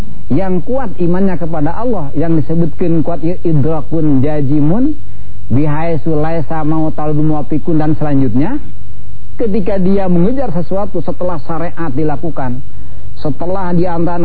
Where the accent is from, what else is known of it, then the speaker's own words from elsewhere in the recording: West Java, Indonesia; Pertama, saya orang Sunda. Kadang-kadang bacanya juga ngomongnya juga ngaco.